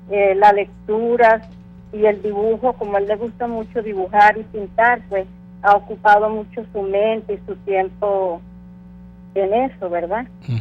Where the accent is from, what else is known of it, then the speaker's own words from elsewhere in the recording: Acarigua, Portuguesa, Venezuela; ya que somos de Acarigua, estado Portuguesa, ¿verdad?